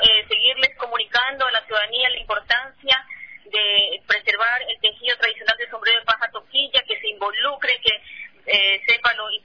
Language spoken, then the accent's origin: Spanish; Ecuador; lo que es importante para nosotros como ecuatorianos